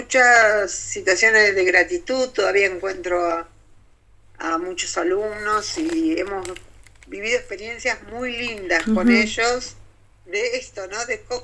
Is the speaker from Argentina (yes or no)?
yes; Ciudad Evita, Buenos Aires Province, Argentina; me crié en Ciudad Evita. Ciudad Evita es una ciudad compleja, como muchas, una ciudad que se hizo pensada con muchas comodidades